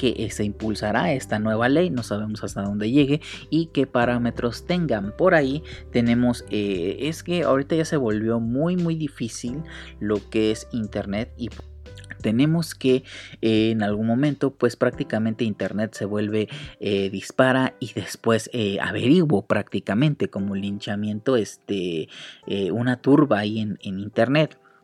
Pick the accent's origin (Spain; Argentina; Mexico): Mexico; como mexicanos nos debe interesar